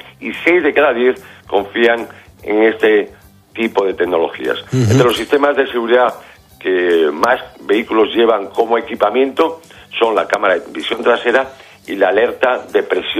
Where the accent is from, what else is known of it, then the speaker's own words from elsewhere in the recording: Spain; los conductores españoles somos los undécimos europeos menos propensos a contar con un coche nuevo